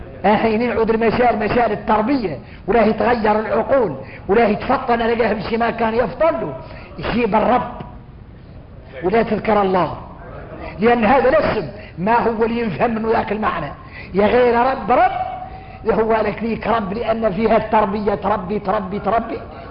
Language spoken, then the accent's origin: Arabic; Mauritania; احنا ارك موريتاني